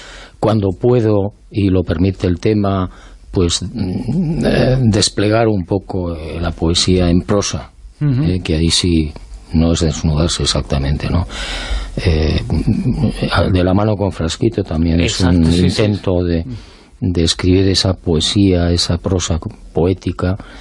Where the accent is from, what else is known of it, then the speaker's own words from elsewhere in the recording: Pamplona, Navarre, Spain; also born or lived in Bilbao; Yo soy de Pamplona.